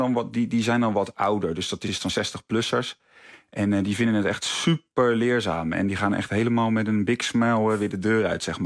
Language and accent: Dutch; South Holland, Netherlands; Nou, ik ben zelf ook Westlander, dus ik vind het heel leuk om het in mijn eigen streek te doen.